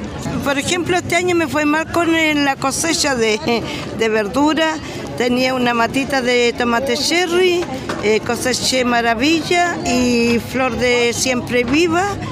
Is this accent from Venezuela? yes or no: no; Tomé, Biobío, Chile; Ya, yo soy de Tomé, de la octava región.